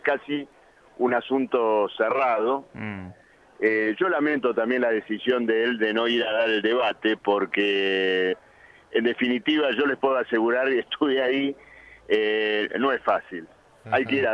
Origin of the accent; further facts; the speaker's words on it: Argentina; Bueno, lo digo porque soy de Argentina.